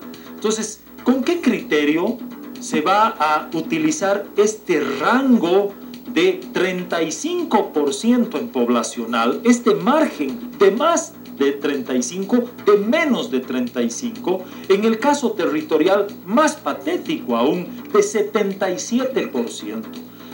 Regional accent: Bolivia; Yo, como ciudadano boliviano, mi voto vale

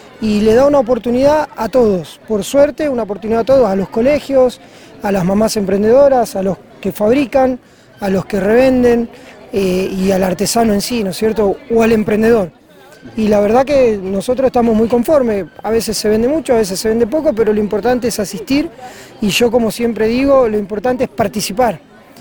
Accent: Cañuelas, Buenos Aires Province, Argentina; somos de Cañuelas … matrimonio, con una familia compuesta por 7 hijos

